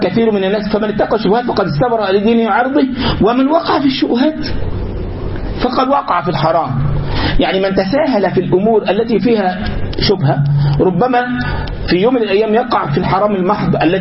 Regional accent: Egypt; now in United States; هنا في امريكا مثلا بعض الاشياء عادي جدا الناس تعملها، عادي جدا. عندنا في مصر مثلا او في بلادنا العربيه امر مستهجن جدا ان يعمل

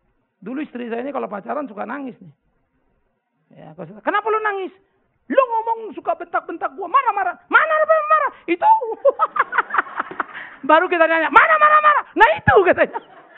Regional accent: Pematangsiantar, North Sumatra, Indonesia; Saya besar di Siantar.

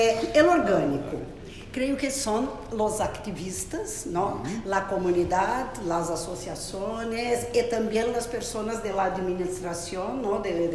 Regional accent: Brazil; Spanish is a second language; Yo soy de Brasil y en Brasil estamos con ganas de tener eso, ¿no?

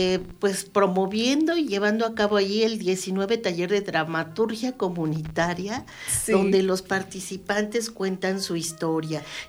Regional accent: Mexico City, Mexico; Y bueno, yo soy de la Ciudad de México

